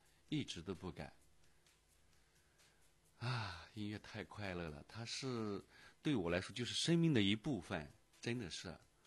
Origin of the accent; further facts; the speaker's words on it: Yunnan, China; 《雪山千年恋》它是我们云南人，我们家乡的一种民族文化，一种民族的品牌啊。